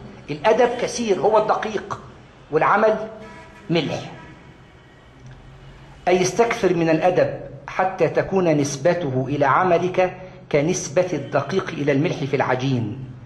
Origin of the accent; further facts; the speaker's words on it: Egypt; والله أتى لي بأسماء أنا كنت لا أعرف أنهم مدفونون عندنا في مصر، أسماء كبيرة جدا